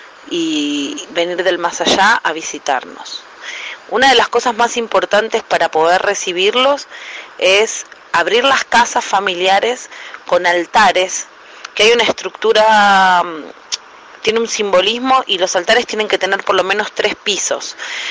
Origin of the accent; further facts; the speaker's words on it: Argentina; Nosotros como argentinos también sabemos de eso.